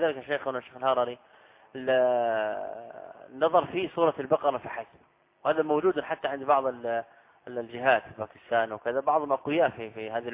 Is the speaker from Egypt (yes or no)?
no; Saudi Arabia; أنا لست من أهل مصر. تسأل أهل البلد، هذا من الغرائب على الطلاب سبحان الله. يعني أنا قادم من السعودية تحشرني في مسائل؟